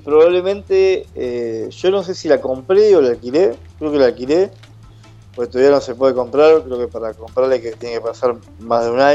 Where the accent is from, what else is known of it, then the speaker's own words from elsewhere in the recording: Caballito, Buenos Aires, Argentina; No, soy de Caballito, de Voto.